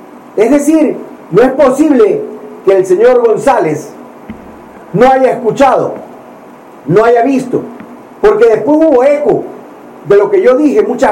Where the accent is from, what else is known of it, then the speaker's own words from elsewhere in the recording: Ecuador; Pero los que hemos perdido somos los ciudadanos ecuatorianos, especialmente los más pobres.